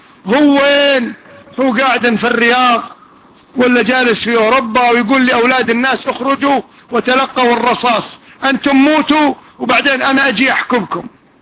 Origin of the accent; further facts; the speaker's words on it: Kuwait; حتى عندنا في الكويت